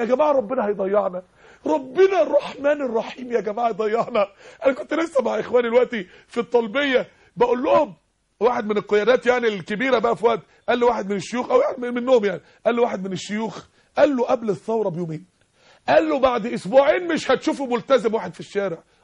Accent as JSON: {"language": "Arabic", "country": "Egypt", "said": "عندنا في مصر 16 مليون عانس ومطلقه"}